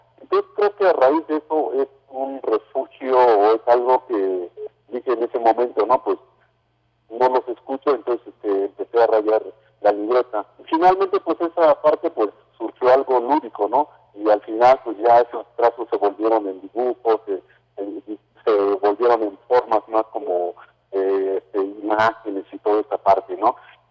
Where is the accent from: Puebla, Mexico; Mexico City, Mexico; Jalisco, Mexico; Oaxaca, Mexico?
Oaxaca, Mexico; first language Mazatec; Spanish is a second language; les acabo de saludar en mi lengua materna, que es el mazateco del estado de Oaxaca.